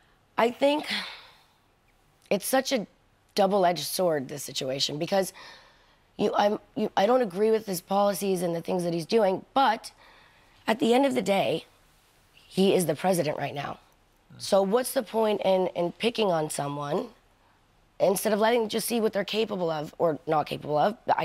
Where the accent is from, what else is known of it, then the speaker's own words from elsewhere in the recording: New York, United States; I mean, I'm from New York. I'm born and raised there, so I was a little intimidated.